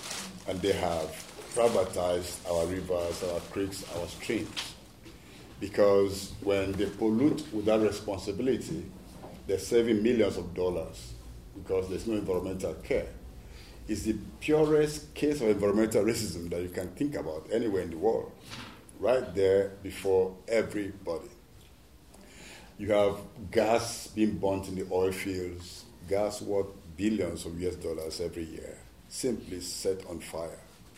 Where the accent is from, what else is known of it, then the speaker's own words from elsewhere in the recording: Nigeria; I'm from Nigeria, the cleanest country in the world, especially in the oil fields of Nigeria.